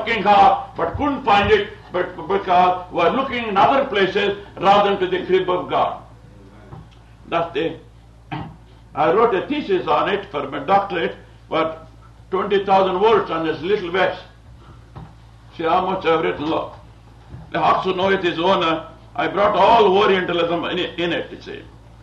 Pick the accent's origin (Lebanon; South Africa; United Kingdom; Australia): United Kingdom; England; now in United States; When I came from England, they told me, when you go to America, don't learn Yankee slang and come back with it to England, they said.